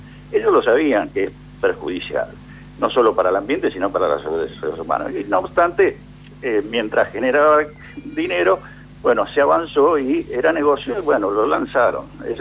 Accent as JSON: {"language": "Spanish", "country": "Argentina", "said": "nosotros como argentinos y consumidores"}